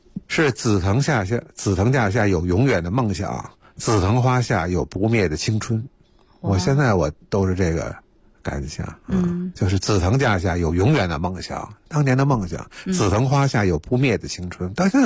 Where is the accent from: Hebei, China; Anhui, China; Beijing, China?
Beijing, China; 所以北海对我们北京人来说，那就更熟悉了嘛。